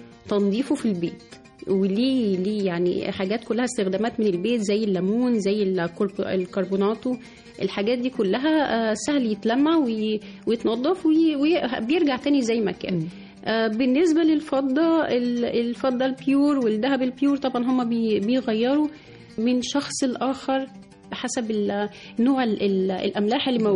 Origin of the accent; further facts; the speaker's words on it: Egypt; هو احنا بيوتنا كلنا كمصريين هتلاقي عندنا النحاس موجود بشكل أساسي